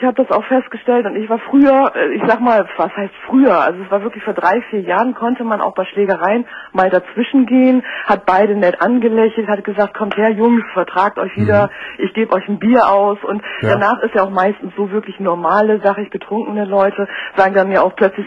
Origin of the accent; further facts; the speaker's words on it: Bremen, Germany; also ich komme aus Norddeutschland, genauer aus Bremen.